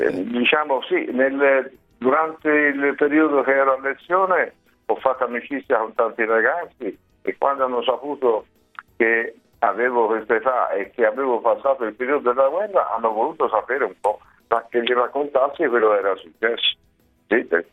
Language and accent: Italian; Florence, Tuscany, Italy; Io sono un fiorentino, quindi ho avuto la fortuna di lavorare a Firenze